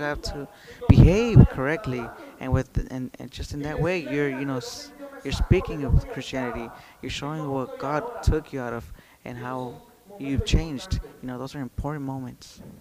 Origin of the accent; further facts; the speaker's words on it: New York City, New York, United States; I was raised there in Brooklyn.